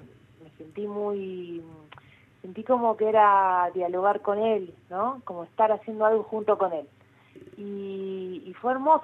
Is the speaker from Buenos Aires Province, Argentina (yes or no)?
yes; José Mármol, Buenos Aires Province, Argentina; yo soy de José Mármol, uh-huh. pero en ese momento yo ya estaba viviendo en Capital Federal